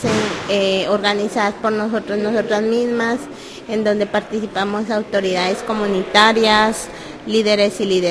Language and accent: Spanish; Guatemala; mi pueblo está ubicado en occidente de Guatemala, pues estamos en occidente. Por lo general cohabitamos varios pueblos que somos los pueblos indígenas